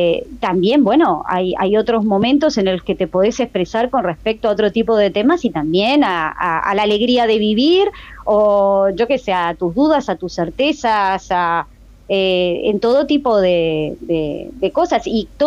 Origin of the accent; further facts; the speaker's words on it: Montevideo, Uruguay; soy de Montevideo. Yo nací en Montevideo y viví toda mi vida en Montevideo. Fui, sí, cambiando un poquito de barrio de repente al principio con mi familia. Estuve la mayoría de los años, viví en Buceo y después la última parte de mi vida, no, perdón, la primera en Cordón